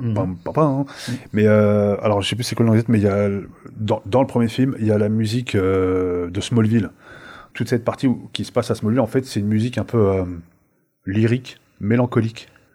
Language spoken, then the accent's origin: French; France; also born or lived in Algeria; je suis né en Algérie, j'ai toujours vécu en France